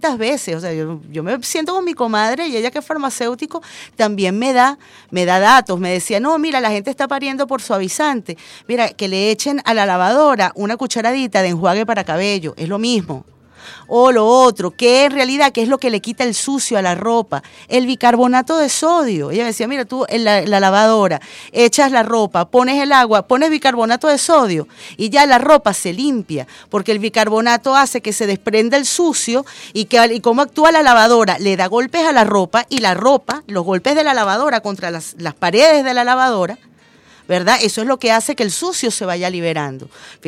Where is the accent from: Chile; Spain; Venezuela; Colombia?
Venezuela; todos somos venezolanos y todos estamos pasando roncha.